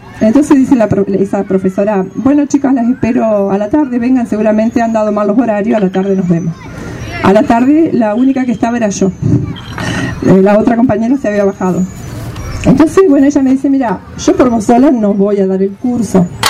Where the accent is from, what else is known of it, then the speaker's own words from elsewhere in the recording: Nogoyá, Entre Ríos, Argentina; born there; moved away as an adult; also born or lived in Rosario; Yo viví un tiempo en Rosario. Yo soy nacida en Nogoyá, mi familia toda es de Nogoyá, Entre Ríos. Pero después, cuando me casé, me fui a vivir a Rosario.